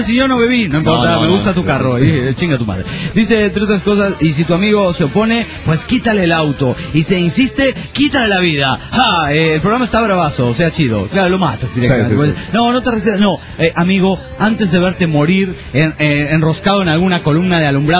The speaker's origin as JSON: {"language": "Spanish", "town": "Juliaca", "region": "Puno", "country": "Peru", "said": "de Juliaca, Perú."}